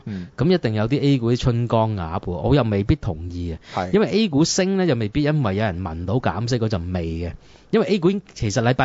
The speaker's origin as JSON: {"language": "Cantonese", "country": "Hong Kong", "said": "而家面對嘅樓市同我哋香港人面對嘅樓市一樣"}